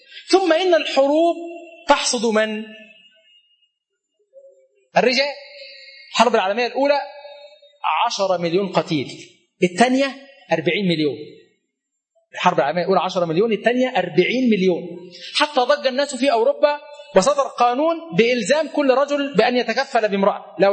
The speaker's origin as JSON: {"language": "Arabic", "country": "Egypt", "said": "فقلت له أغينو قبتيانو أنا مصري"}